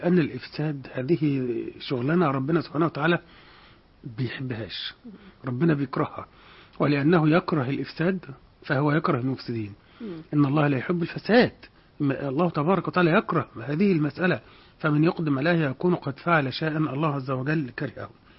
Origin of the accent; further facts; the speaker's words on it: Egypt; فهذا راجع إلى قلة الإنتاج عندنا كمصريين بشكل عام